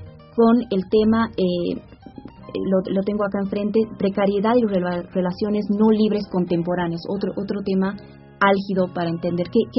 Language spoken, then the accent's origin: Spanish; Bolivia; nosotros como bolivianos no tendemos a pensarnos como migrantes